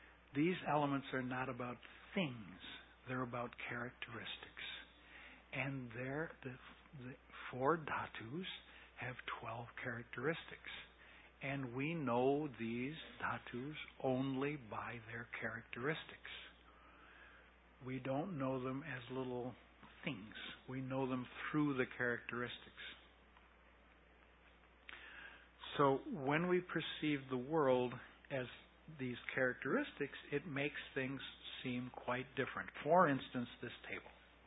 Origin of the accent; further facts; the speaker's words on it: United States; And the difficulty is, for me as an American, the use of the word element.